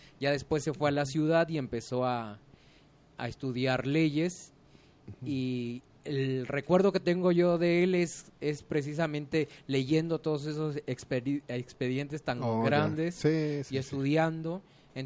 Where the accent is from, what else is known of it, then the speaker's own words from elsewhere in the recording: Oaxaca, Mexico; Yo soy oaxaqueño, nací en 1979